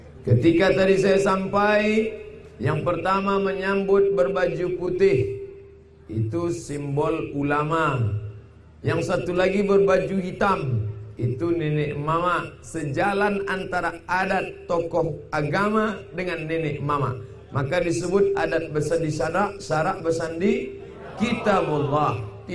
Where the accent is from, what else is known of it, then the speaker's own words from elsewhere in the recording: Langgam, Riau, Indonesia; Begitu adat istiadat kami orang Langgam Kabupaten Pelalawan